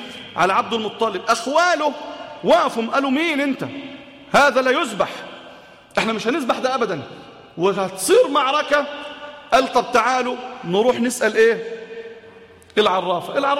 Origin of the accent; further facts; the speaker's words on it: Egypt; وعن بلادنا مصر